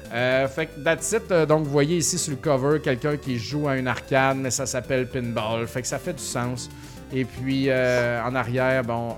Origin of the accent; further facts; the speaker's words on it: Laos; now in Brossard, Canada; J'habite à Brossard depuis 10 ans et je viens du Laos.